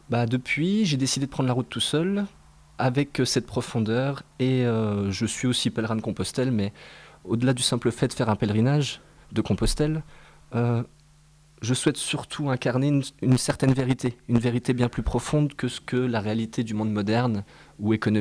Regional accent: Épinal, Grand Est, France; Je suis originaire d'Épinal. Je suis né à Épinal.

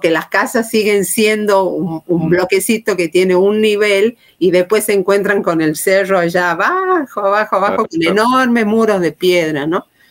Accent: Tucumán, Argentina; La primera que te puedo decir es como tucumana, le pongamos así.

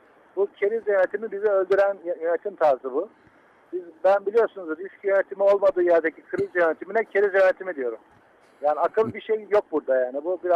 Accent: Black Sea Region, Turkey; Vallahi Karadenizliyim. Biz de düz mandık çok gideriz, kullanırız.

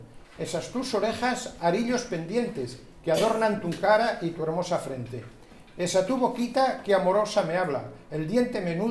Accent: Castile and León, Spain; De un pueblo de Burgos, de al lado de Santo Domingo, al lado de Santo Domingo de Silos.

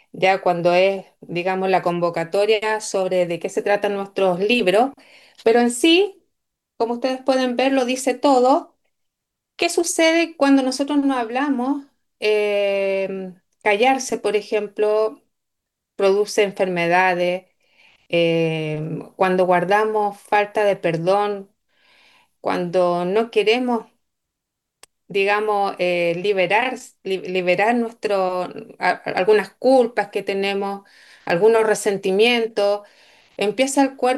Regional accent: Chile; soy chilena, continúo acá en mi país natal y espero seguir en mi país natal y también conocer otros lugares

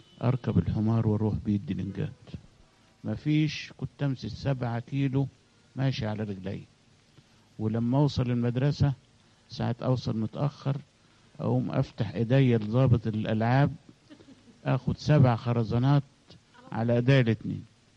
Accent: Kom Zamran, Beheira, Egypt; also born or lived in Alexandria; أنا اتولدت في اسكندرية وأبويا توفى وأنا سني سنة، فأمي تزوجت واحد من الأرياف، فعشت ببلد اسمها كوم زمران في البحيرة ما بين الدلنجات وتاي البرود، وكنت بروح مدرسة الدلنجات الابتدائية

